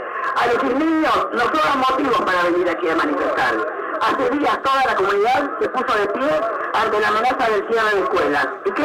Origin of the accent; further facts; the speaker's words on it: Buenos Aires Province, Argentina; Exigimos ni más ni menos lo que como argentinos y bonaerenses nos corresponde por derecho.